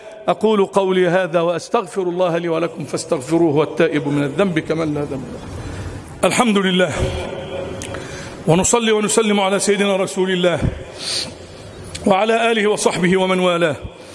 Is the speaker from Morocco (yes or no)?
no; Egypt; اللهم اجعل بلدنا مصر أمنا أمانا سخاء رخاء